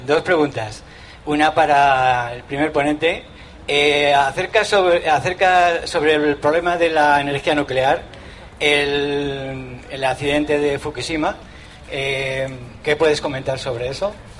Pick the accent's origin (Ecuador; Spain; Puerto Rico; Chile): Spain; Canary Islands; Y la tercera cuestión es que vengo de Tenerife.